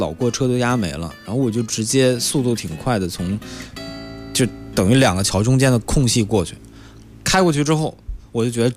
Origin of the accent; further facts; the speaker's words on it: Northeast China, China; 把我们北方我老家东北的好多司机